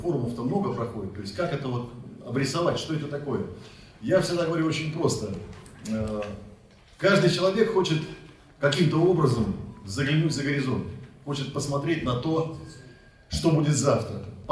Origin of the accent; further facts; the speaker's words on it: Novosibirsk Oblast, Russia; почти у меня на родине в Новосибирске